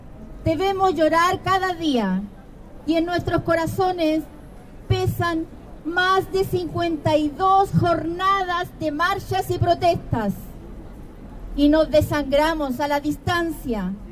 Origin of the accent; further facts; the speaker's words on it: Chile; now in Madrid, Spain; soy chilena, que vivo aquí en Madrid